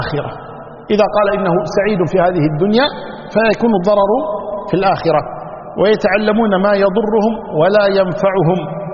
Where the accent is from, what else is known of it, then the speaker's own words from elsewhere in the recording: Kuwait; وعندنا بالكويت بدلية، صحيح؟